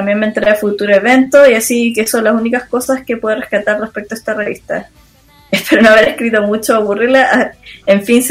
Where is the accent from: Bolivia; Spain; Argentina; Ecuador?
Argentina; primero diré que soy de Argentina